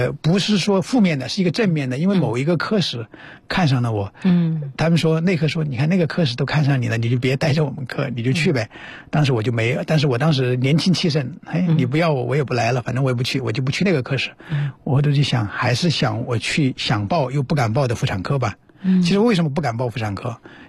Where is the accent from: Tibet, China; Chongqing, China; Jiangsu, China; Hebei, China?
Chongqing, China; 因为在之前我们像我们老家也是重庆嘛